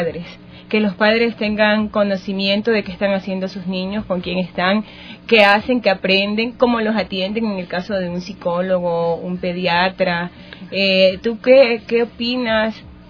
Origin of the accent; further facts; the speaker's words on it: Esmeraldas, Ecuador; Muchos de los que estamos aquí presentes somos de Esmeraldas y tenemos amigos esmeraldeños